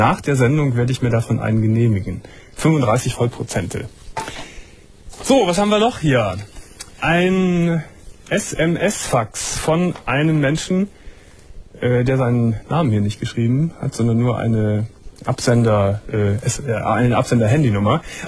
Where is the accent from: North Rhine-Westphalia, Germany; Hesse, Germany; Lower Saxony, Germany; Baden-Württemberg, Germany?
North Rhine-Westphalia, Germany; Gummersbach; now in Cologne, Germany; Ich komme leider aus Gummersbach und lebe aber schon ganz lange in Köln und fühle mich auch als ein Kölner.